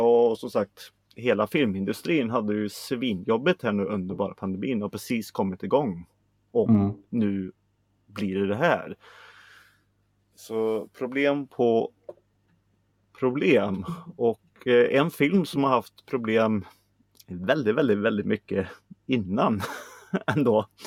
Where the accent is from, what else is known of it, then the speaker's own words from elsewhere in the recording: Sweden; det är vår nu och vi är svenskar, vi ska klaga.